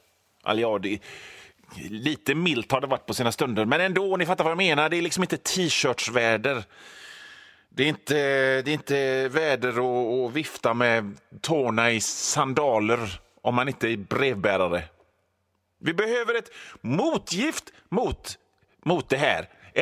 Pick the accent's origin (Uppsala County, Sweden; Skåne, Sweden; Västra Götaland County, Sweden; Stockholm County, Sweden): Västra Götaland County, Sweden; Västra Bodarne; Jag kommer från Västra Bodarne där lungmos är en delikatess som är så gott och som bara serverades när folk gifte sig eller tog studenten eller kom hem från Amerika.